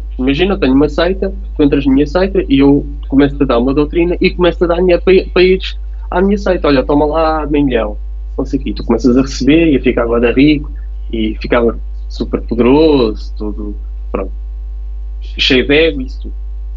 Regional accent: Portugal; nós estamos a cair na esparrela de sermos europeus e não portugueses. Hoje em dia somos primeiro europeus e depois é que somos portugueses.

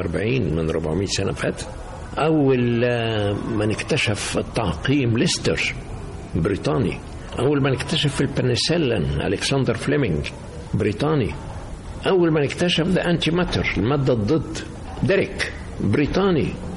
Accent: Egypt; وانا المصري كنت ماشي فوق السحاب ساعتها

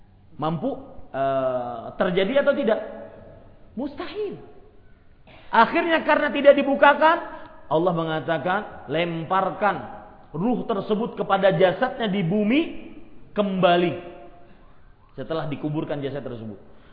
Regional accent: Banjarmasin, South Kalimantan, Indonesia; kalau di kota saya di Banjarmasin itu, ya, ada namanya raja-raja.

